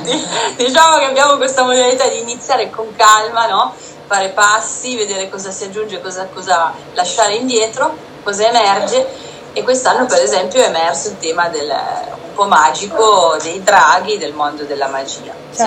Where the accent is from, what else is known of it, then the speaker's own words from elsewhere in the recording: Piedmont, Italy; Essendo piemontese abbiamo questa tendenza al ribasso